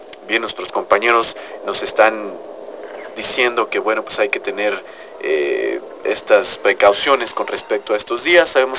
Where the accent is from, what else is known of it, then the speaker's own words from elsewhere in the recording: Mexico; cumplir como buenos mexicanos y escuchar el himno nacional